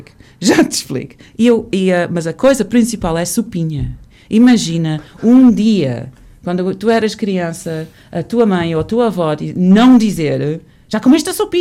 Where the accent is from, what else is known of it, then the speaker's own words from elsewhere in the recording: England, United Kingdom; Portuguese is a second language; now in Portugal; Porque quando era miúda eu, na Inglaterra, a bata usava-se por muitas pessoas